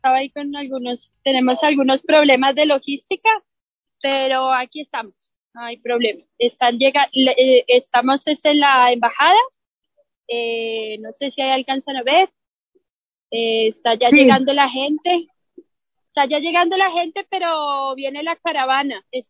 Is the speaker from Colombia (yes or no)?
yes; Colombia; moved away; Yo en lo personal también salí por violencia, y muchas veces me planteo el volver a Colombia, pero una de las cosas que me retiene es la violencia de mi país